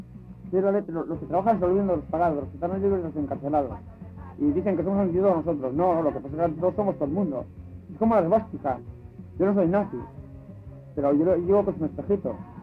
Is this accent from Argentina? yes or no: no; Basque Country, Spain; Pero además, somos de aquí, somos vascos, ¿entiendes?